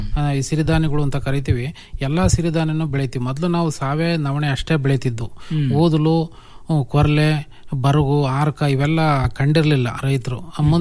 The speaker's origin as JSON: {"language": "Kannada", "town": "Bhatrahalli", "region": "Karnataka", "country": "India", "said": "ನಮ್ದು ಮೂಲತಃ ಚಿಕ್ಕನಾಯಕನಹಳ್ಳಿ ತಾಲೂಕು ಭಟ್ರಹಳ್ಳಿ ಅಂತ ಹಳ್ಳಿ."}